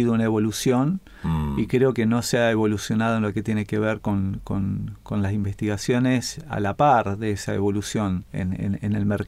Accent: Santa Fe, Argentina; born there; Nací en Santa Fe, en la capital de la provincia.

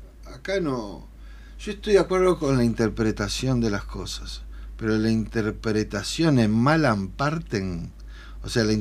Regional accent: Uruguay; Yo qué sé, somos los uruguayos, somos irrompibles

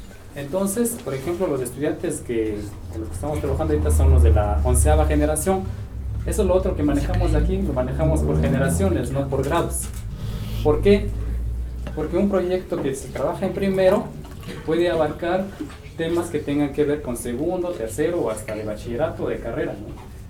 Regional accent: San Andrés Solaga, Oaxaca, Mexico; Soy zapoteco de la Sierra Norte. Somos de ahí de San Andrés Solaga

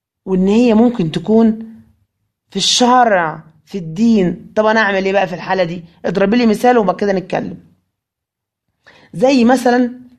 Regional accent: Egypt; إحنا عندنا في مصر ما عندناش الشكل ده في اللبس. إحنا في مصر ما بنلبسش إزار ورداء

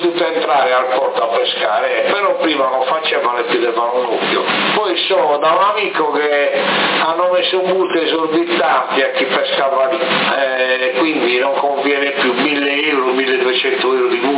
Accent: Sassari, Sardinia, Italy; Siete di qua, residenti, però io sono di Sassari.

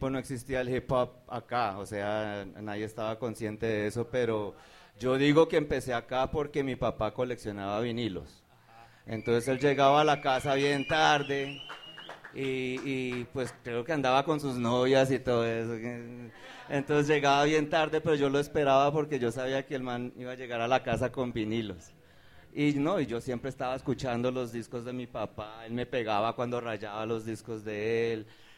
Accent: Caracas, Capital District, Venezuela; yo crecí acá en Caracas, sobre la Caracas, en el centro, cuando yo era niño chiquito.

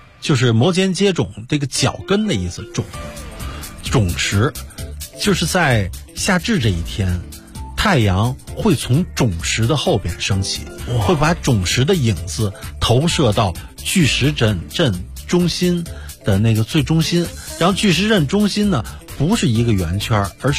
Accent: China

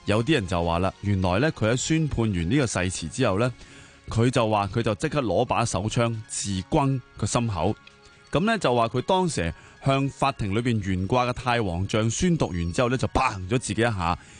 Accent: Hong Kong; 我哋香港人

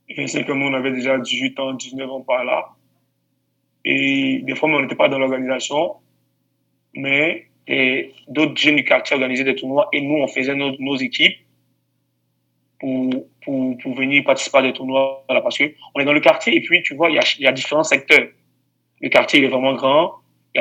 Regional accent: Abidjan, Côte d’Ivoire; comme vous avez demandé, je viens de la ville d'Abidjan. Je viens d'Abidjan.

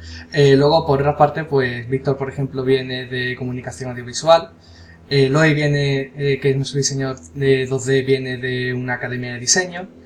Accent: Seville, Andalusia, Spain; nosotros somos de Sevilla

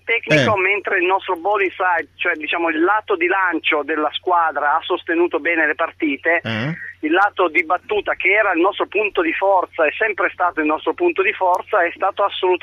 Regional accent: Turin, Piedmont, Italy; Ma io sono di Torino, sono un modesto tifoso, molto poco appassionato, diciamo, di calcio

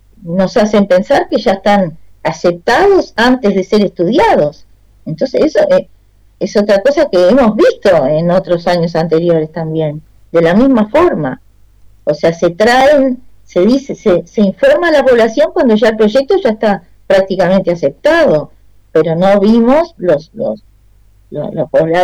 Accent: Uruguay; yo realmente nunca podría haber pensado que en mi país, con toda el agua que tenemos, agua dulce

